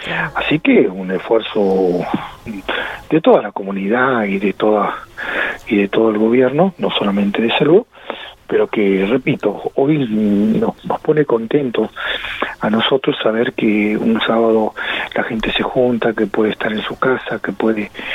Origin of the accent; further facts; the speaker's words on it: Argentina; somos los argentinos muy de abrazarnos, de tocarnos